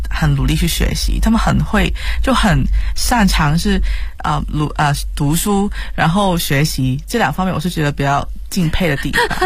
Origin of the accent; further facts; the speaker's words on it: Hong Kong; Chinese is a second language; 我们就比如说香港人讲普通话一样，他就会怕可能歪歪的，然后怕被人笑我们的口音什么的